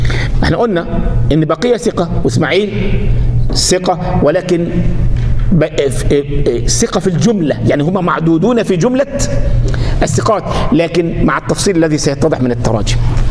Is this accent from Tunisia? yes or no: no; Egypt; أنا النهاردة رجل من أهل مصر، عندي احاديث اهل مصر عندي في كتب